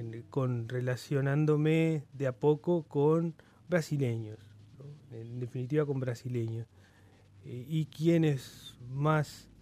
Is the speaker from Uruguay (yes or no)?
yes; Uruguay; now in Mexico; Es desde que llegué a México, de hace 7 años. Soy uruguayo.